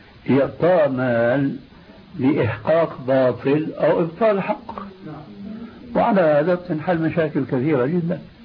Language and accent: Arabic; Syria